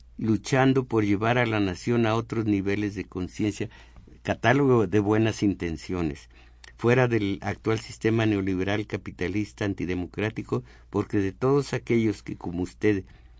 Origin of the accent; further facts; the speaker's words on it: Mexico; pero como individuos y como mexicanos, tenemos derechos y obligaciones cívicos